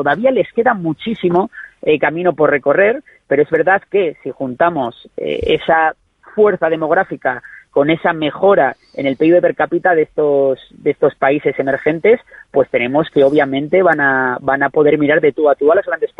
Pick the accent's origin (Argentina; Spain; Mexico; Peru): Spain; a mí me preocupa mucho de cara como persona española